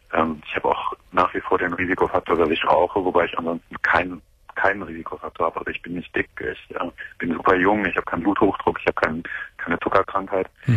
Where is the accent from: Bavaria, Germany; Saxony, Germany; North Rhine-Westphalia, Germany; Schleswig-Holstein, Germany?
North Rhine-Westphalia, Germany; Cologne; ich komme aus Köln